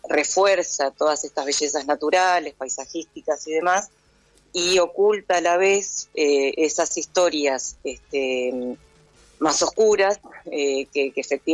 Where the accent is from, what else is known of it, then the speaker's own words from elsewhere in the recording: El Bolsón, Río Negro, Argentina; yo soy de acá, del Bolsón. Yo soy socióloga, estudié allá en Buenos Aires, pero nací acá en el Bolsón, me crié acá en el Bolsón